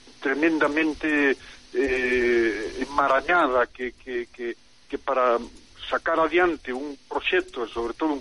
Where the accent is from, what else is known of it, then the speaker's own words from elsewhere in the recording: Pontevedra, Galicia, Spain; now in Vigo, Spain; eu son pontevedrés, aínda que vivo fai moitos anos en Vigo